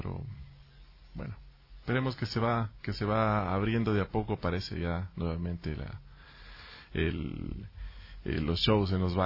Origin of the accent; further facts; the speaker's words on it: Ibarra, Imbabura, Ecuador; Yo vengo de Ibarra